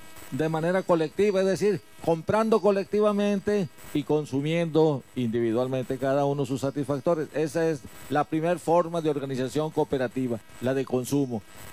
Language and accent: Spanish; Hermosillo, Sonora, Mexico; yo soy de Hermosillo, estoy ahí trabajando